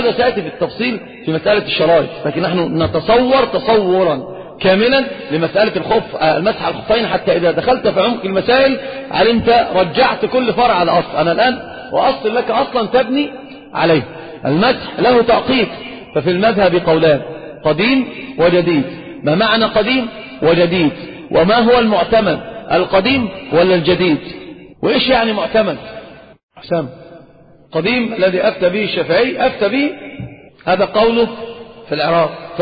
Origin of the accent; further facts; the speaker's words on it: Saudi Arabia; والخف ظاهر عندنا في السعودية